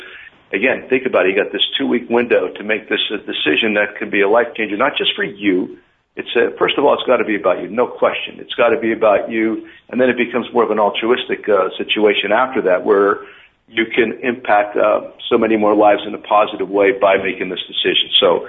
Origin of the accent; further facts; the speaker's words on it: Hazleton, Pennsylvania, United States; That's in my hometown, where right now our hometown is 50% Hispanic. When I grew up, it was 0%.